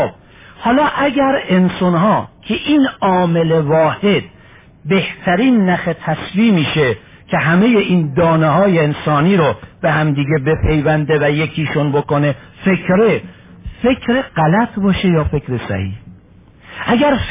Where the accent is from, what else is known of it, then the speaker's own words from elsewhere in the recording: Iran; همونطوری که من ایرانیم، او اروپایی